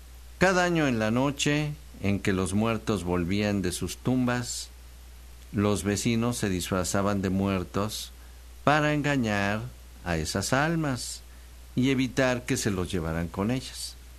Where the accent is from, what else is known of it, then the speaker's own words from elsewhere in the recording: Mexico; Pasé mi infancia en México.